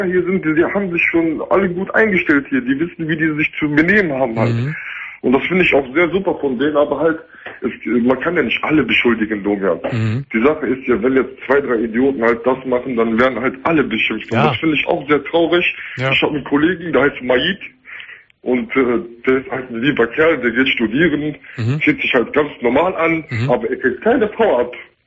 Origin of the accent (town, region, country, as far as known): Germany; born or raised there